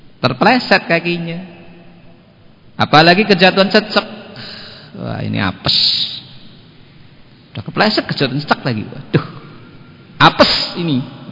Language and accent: Indonesian; Banyumas, Central Java, Indonesia; Kalau kita orang Banyumas, kalau hari Sabtu itu pantangan untuk melakukan apa?